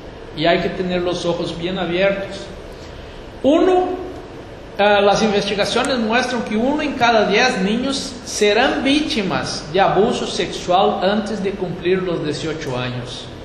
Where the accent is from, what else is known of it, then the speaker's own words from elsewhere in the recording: Rio Grande do Sul, Brazil; now in Uruguay; Yo soy gaúcho aquí de Río Grande y ahí decimos los gurís, ¿no?